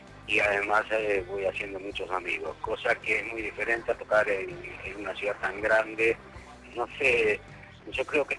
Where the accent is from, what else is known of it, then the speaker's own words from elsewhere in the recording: Uruguay; also born or lived in Switzerland; estuve en el medio de Europa, en Suiza, durante 5 años y me di cuenta que en Suiza yo miraba el paisaje y en mi país, en Uruguay, con el mate y el termo bajo el brazo, yo era parte del paisaje